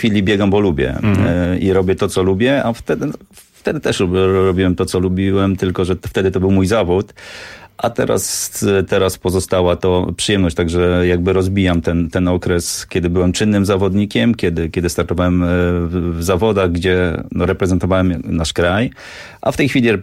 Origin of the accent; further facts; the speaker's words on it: Lubiatowo, West Pomeranian Voivodeship, Poland; now in Warsaw, Poland; Ja pochodzę z Lubiatowa, to taka mała miejscowość pod Szczecinem